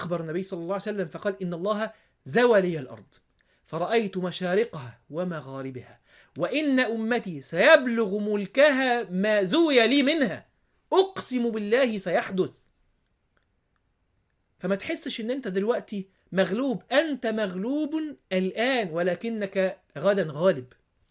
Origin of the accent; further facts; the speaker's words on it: Egypt; ماشي في المول عندنا في مصر